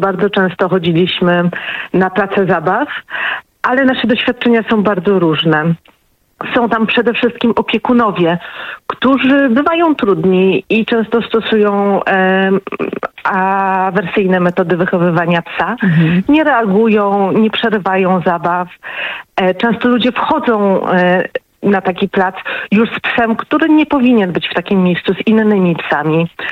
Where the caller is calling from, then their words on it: Tychy, Silesian Voivodeship, Poland; Nie, ja z Tychów.